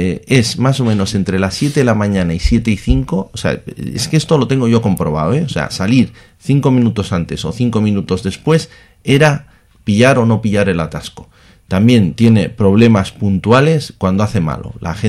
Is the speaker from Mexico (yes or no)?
no; Bilbao, Basque Country, Spain; O sea, soy de Bilbao de toda la vida.